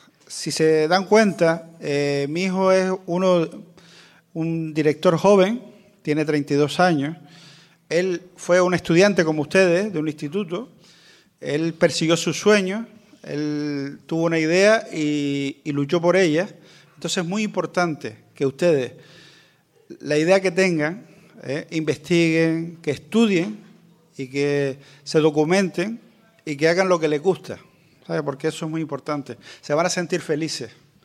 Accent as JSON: {"language": "Spanish", "town": "Maspalomas", "region": "Canary Islands", "country": "Spain", "said": "Yo soy de Gran Canaria, nací en Maspalomas, municipio de San Bartolomé de Tirajana."}